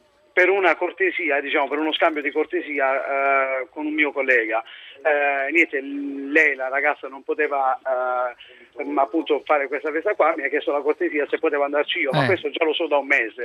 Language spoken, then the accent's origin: Italian; Gagliano del Capo, Apulia, Italy; born there; accent: Salentino; now in Milan, Italy; Gagliano del Capo, è in provincia di Lecce.